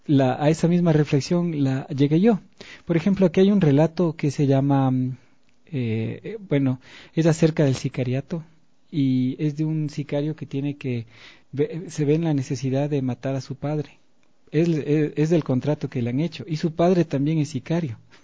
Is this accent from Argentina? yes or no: no; Ecuador; aquí en mi país, porque claro, allá en España se conoció